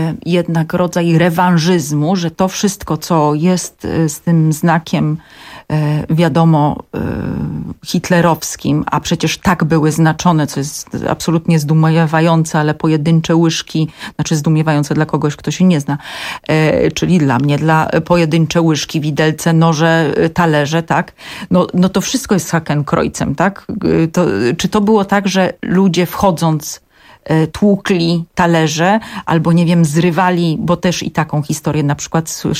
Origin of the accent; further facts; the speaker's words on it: Silesian Voivodeship, Poland; Jestem z Górnego Śląska